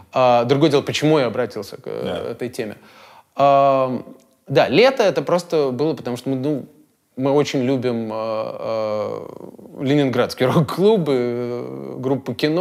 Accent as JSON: {"language": "Russian", "region": "Riga", "country": "Latvia", "also_born_or_lived": "United States", "lives_now": "Russia", "said": "я из Риги. Большую часть жизни прожил в Америке. И в 2012 году случилась такая странная вещь. Меня пригласили в Москву работать."}